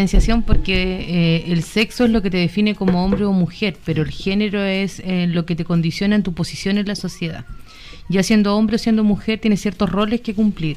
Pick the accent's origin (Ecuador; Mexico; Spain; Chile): Chile; a nosotros como sociedad chilena nos ha costado mucho trabajar